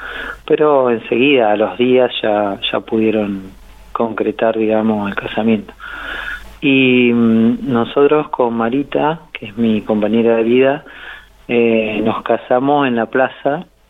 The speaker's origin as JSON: {"language": "Spanish", "town": "Caleufú", "region": "La Pampa", "country": "Argentina", "moved": "yes", "lives_now": "General Pico, Argentina", "said": "yo soy de Calufú, pero hace muchos años ya que estoy acá en General Pico, estoy viviendo hace más de 20 años acá, así que ya me siento más parte de General Pico."}